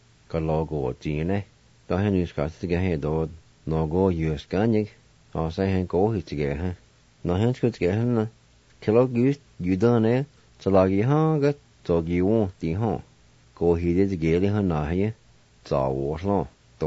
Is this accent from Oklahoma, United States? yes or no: yes; Jay, Oklahoma, United States; will continue my stories about where I grew up in Jay, how our family life was when I was growing up and when I was attending school